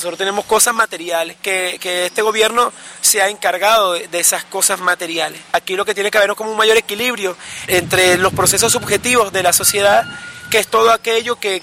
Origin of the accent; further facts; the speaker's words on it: Venezuela; No únicamente como venezolano, digamos, representado por una bandera o por un himno, por un territorio en específico.